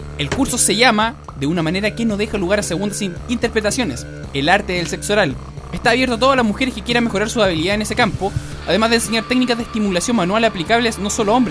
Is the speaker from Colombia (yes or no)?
yes; Colombia; now in Chile; No, soy colombiano, lleva más de 30 años acá en Chile.